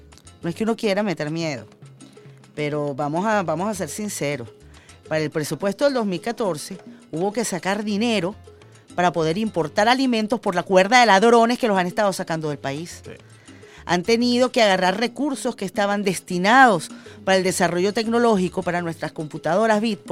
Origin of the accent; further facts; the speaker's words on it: Venezuela; como venezolanos patriotas